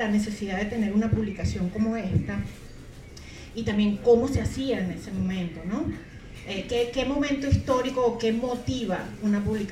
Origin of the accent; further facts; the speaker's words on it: Venezuela; moved away; venimos de Venezuela. Tuvimos que salir hace poco exiliados